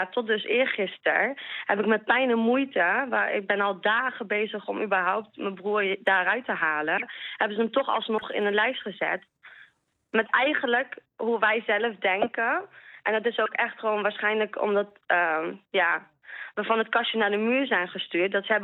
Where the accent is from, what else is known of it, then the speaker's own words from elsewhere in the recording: Panjshir, Afghanistan; Hij loopt risico omdat wij uit Panjshir komen.